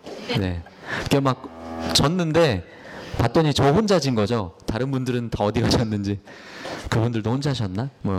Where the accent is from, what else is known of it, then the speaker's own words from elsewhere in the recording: Daejeon, South Korea; now in Seoul, South Korea; 제가 고향이 대전인데 대전에는 좀처럼 그런 일이 없는데 이제 서울에 와서 살다 보니